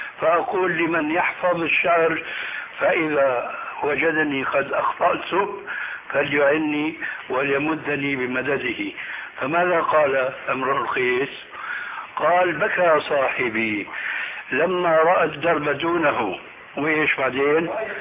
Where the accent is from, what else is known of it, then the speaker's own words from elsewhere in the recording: Damascus, Damascus Governorate, Syria; عندنا في دمشق